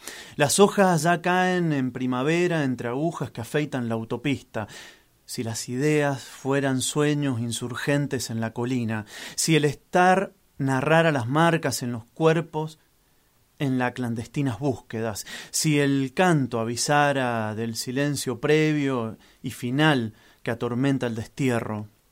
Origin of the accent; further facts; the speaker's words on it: Mendoza, Argentina; Bueno, sí, vengo de Mendoza, soy periodista y educador popular